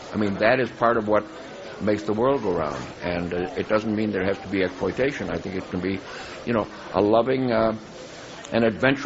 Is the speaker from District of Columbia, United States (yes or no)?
no; Chicago, Illinois, United States; we had a wonderful couple of days in Chicago, my hometown where I grew up, and went back and visited my old neighborhood, my old schools